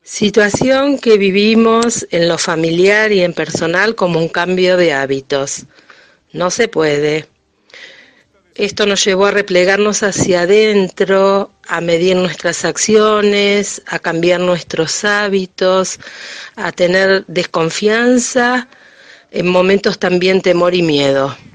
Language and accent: Spanish; San Lorenzo, Argentina; soy de San Lorenzo